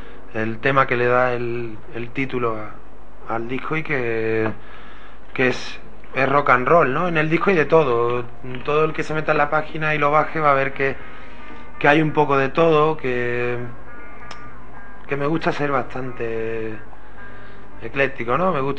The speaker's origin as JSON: {"language": "Spanish", "town": "Jerez de la Frontera", "region": "Andalusia", "country": "Spain", "said": "Soy de Jerez, pero no tengo el arte para tocar bulería."}